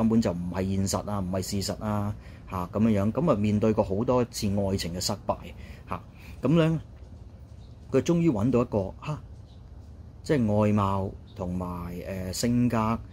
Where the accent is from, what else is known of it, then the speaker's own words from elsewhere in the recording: China; 屋企人你都知啦嚇，我哋中國人啊，即係華裔人嘅社會嚇。